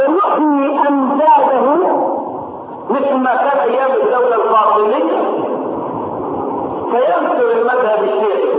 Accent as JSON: {"language": "Arabic", "country": "Egypt", "said": "فجاءت الى بلدنا مصر"}